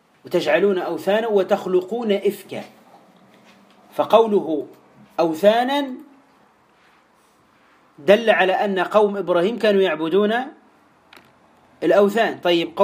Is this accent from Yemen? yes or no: no; Tunisia; عندنا في تونس